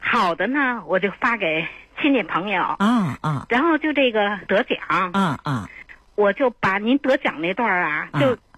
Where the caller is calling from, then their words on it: Beijing, China; 我是北京的